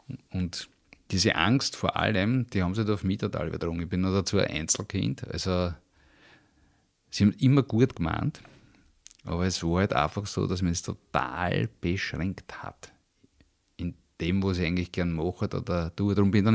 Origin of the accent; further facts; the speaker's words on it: Vienna, Austria; weil ich bin in Wien aufgewachsen